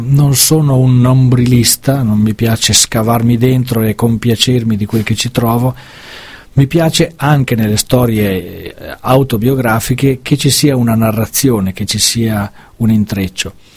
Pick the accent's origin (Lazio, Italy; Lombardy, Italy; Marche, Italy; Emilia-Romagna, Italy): Emilia-Romagna, Italy; Ferrara; questo perché sono un ferrarese.